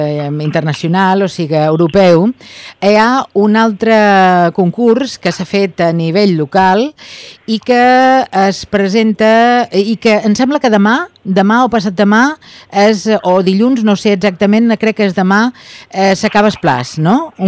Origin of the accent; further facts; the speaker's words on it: Ibiza, Balearic Islands, Spain; nosaltres, com a eivissencs que som, hi participarem també